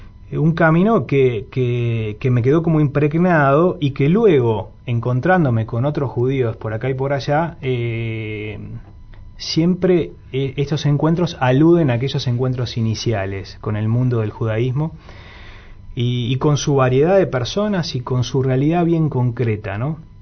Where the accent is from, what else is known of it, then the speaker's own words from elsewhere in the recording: Montevideo, Uruguay; born there; Vale aclarar que yo soy nacido en Montevideo.